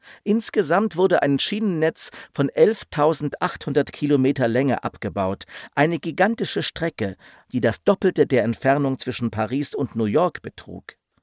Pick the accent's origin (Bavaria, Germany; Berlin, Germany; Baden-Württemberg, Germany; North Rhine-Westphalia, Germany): Berlin, Germany; Meine Heimatstadt Berlin war vor dem Zweiten Weltkrieg eine entwickelte Industriemetropole.